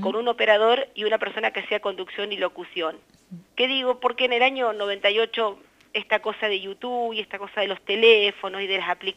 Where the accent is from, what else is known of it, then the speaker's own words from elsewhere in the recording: Eduardo Castex, La Pampa, Argentina; born there; vivo en Eduardo Castex. Soy nacida en Castex